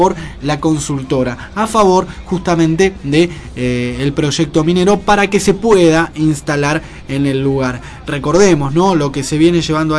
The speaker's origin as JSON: {"language": "Spanish", "country": "Argentina", "said": "que no nos favorecen a nosotros como argentinos tampoco, ¿no?"}